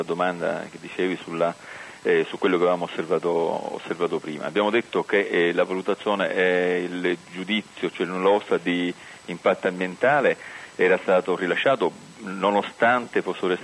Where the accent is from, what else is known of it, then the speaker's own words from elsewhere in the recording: Sicily, Italy; Noi da siciliani, ad esempio, crediamo che ci troviamo con una rete ferroviaria assolutamente disastrata